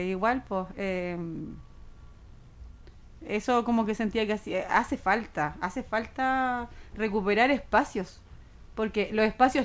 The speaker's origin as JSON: {"language": "Spanish", "town": "Concepción", "region": "Biobío", "country": "Chile", "tie": "born or raised there", "also_born_or_lived": "Chiguayante", "said": "Me vengo a Concepción como a los 5 o 6 años porque mi papá trabajó en la Gobernación Provincial de Concepción. Y llegamos a vivir al sector cementerio, o Jorge Montt, donde está el Cementerio General de Concepción."}